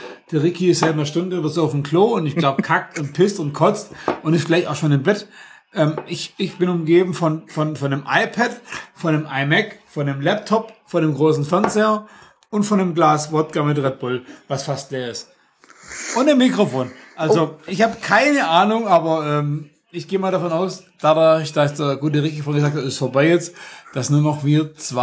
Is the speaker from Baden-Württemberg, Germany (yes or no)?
yes; Stuttgart, Baden-Württemberg, Germany; ich bin aus Stuttgart direkt, könnte man so nennen. Also ich bin ein Schwabe, kann man leider nicht anders sagen